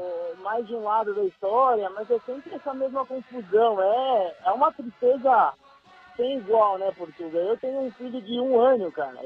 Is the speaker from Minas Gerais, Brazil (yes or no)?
no; São Paulo, Brazil; mano, eu sou da Vila Maria, hein, mano?